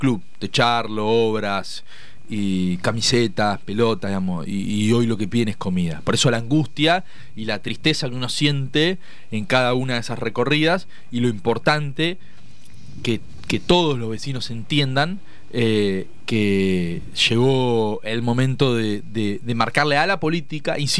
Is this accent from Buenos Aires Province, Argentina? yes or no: yes; Lomas de Zamora, Buenos Aires Province, Argentina; Como joven, nacido y criado en Lomas de Zamora, que transitó su adolescencia en los 90